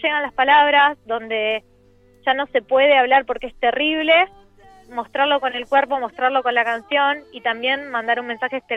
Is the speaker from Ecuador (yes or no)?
no; Buenos Aires, Argentina; Yo soy de Buenos Aires